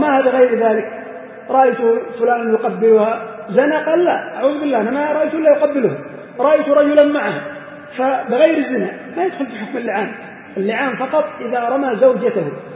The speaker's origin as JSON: {"language": "Arabic", "country": "Yemen", "said": "المهم يختلف هذا من بلد إلى بلد. عندنا في اليمن في بعض الأماكن"}